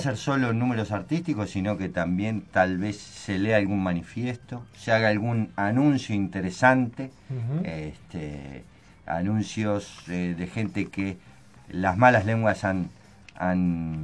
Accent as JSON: {"language": "Spanish", "country": "Uruguay", "said": "Como todo uruguayo."}